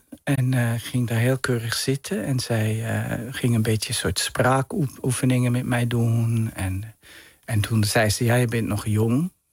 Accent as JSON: {"language": "Dutch", "town": "Gstaad", "region": "Bern", "country": "Switzerland", "tie": "born or raised there", "said": "Ik ben opgegroeid in Zwitserland in een bergdorp. Een beetje een mondain dorp, Gstaad."}